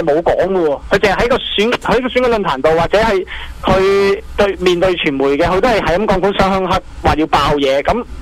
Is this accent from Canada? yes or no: no; Hong Kong; 其實我覺得，即係作為香港人，我都個心都幾唔舒服喎。